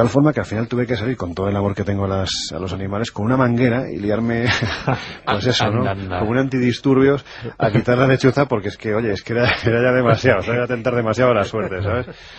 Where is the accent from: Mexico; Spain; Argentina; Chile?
Spain; Andalusia; Soy andaluz. Los andaluces dicen que somos exagerados.